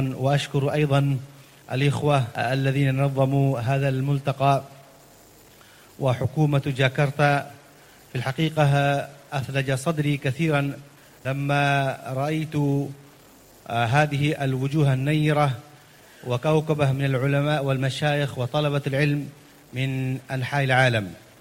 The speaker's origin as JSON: {"language": "Arabic", "country": "India", "said": "وأنا من الهند أيضا نحن في هذه المشكلة"}